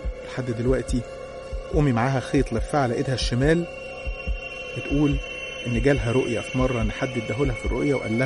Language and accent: Arabic; Qalyubia, Egypt; born there; من مواليد الأليوبية.